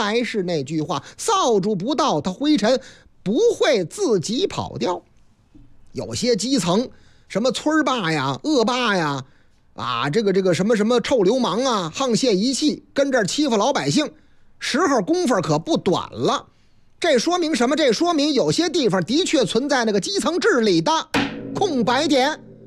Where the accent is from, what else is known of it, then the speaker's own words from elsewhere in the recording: Shenyang, Liaoning, China; 又是俺们老家的事儿，历时九个多月的沈阳故宫大政殿彩画工程修复了受损部分